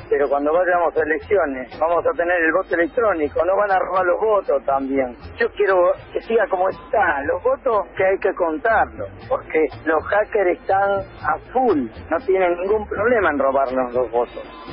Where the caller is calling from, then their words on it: Avellaneda, Buenos Aires Province, Argentina; taxista de Avellaneda.